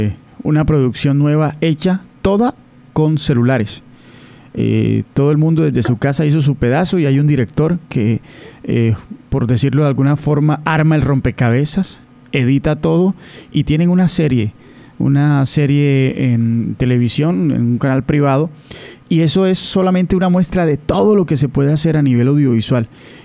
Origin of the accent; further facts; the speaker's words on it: Córdoba, Colombia; Espero de todo corazón, como cordobés